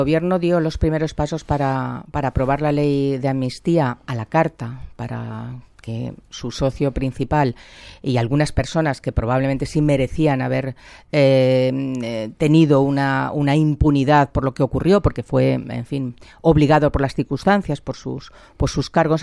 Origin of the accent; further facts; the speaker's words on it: Spain; Por tanto, yo como española